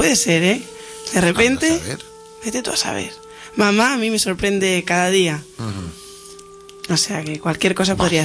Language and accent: Spanish; Spain; Yo que soy española, y ahora tenemos dos primos.